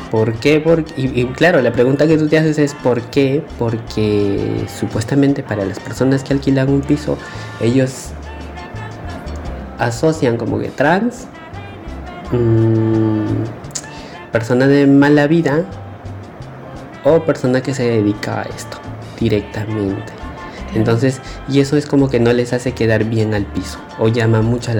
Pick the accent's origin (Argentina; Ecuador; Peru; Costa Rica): Peru; now in Spain; tengo 25 años. Soy un chico de Perú. Y bueno, estoy aquí en España